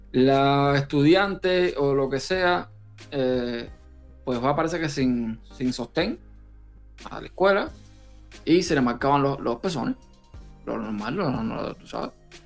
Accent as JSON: {"language": "Spanish", "country": "Cuba", "tie": "born or raised there", "moved": "as an adult", "said": "de Cuba, que era donde yo nací, que fue donde viví por 29 años"}